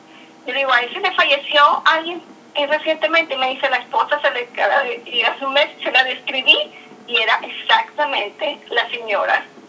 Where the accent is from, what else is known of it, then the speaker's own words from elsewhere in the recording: Venezuela; now in New York, United States; soy venezolana. Tengo desde hace 7 años, vivo en Nueva York.